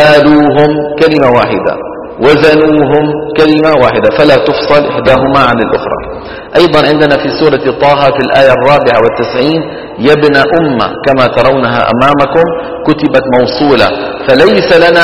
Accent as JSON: {"language": "Arabic", "country": "Saudi Arabia", "said": "وإلى الآن مثلا عندنا في السعودية يقولون دحين"}